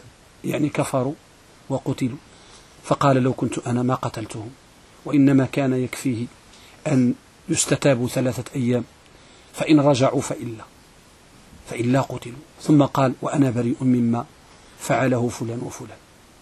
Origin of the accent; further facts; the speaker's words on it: Morocco; احنا عندنا في المغرب كنقولوا الحديث ملقم،